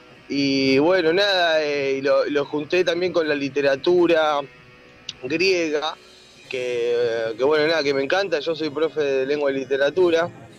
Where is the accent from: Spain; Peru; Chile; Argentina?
Argentina; Mar Azul, Buenos Aires Province; Bueno, nosotros somos oriundos de Villa Gesell, específicamente del pueblo de Mar Azul.